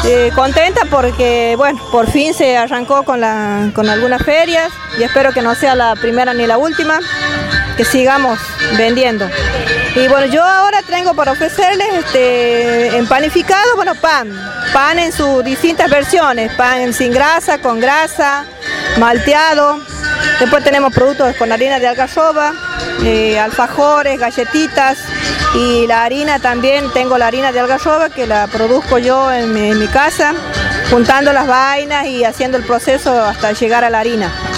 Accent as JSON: {"language": "Spanish", "town": "Pozo Hondo", "region": "Santiago del Estero", "country": "Argentina", "said": "buenos días a toda mi ciudad hermosa de Pozo Hondo."}